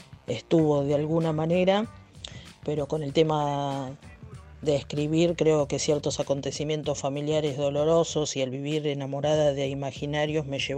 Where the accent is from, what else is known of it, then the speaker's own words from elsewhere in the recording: Mar del Plata, Buenos Aires Province, Argentina; de Mar del Plata, Argentina.